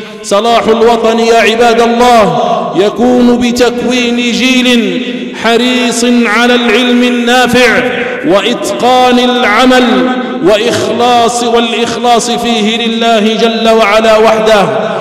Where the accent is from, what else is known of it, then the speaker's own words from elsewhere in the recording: Algeria; خصوصا في بلادنا الجزائر التي قامت على العلم والعلماء